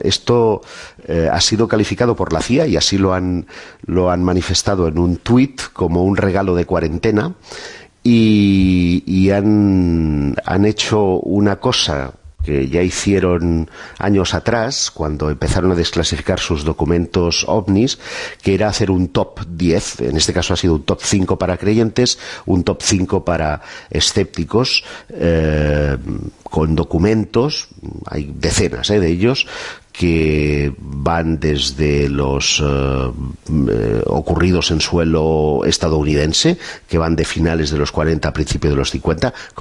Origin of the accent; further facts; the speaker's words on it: Barcelona, Catalonia, Spain; si hay uno español, y nada menos que aquí en mi tierra. Barcelona